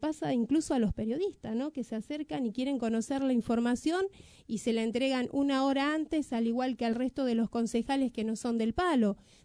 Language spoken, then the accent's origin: Spanish; Merlo, Buenos Aires Province, Argentina; te digo, vengo de Merlo